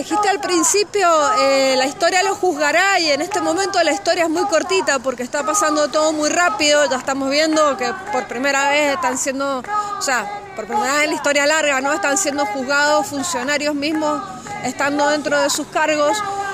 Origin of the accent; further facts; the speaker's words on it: Mendoza, Argentina; acá los mendocinos y las mendocinas tendríamos que estar activadísimos porque dependemos casi exclusivamente del agua que baja de la cordillera